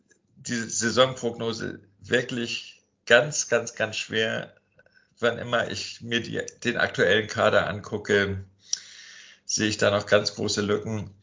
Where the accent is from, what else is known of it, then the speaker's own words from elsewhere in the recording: Norderstedt, Schleswig-Holstein, Germany; ich bin in Norderstedt groß geworden. Ich find Norderstedt fürchterlich.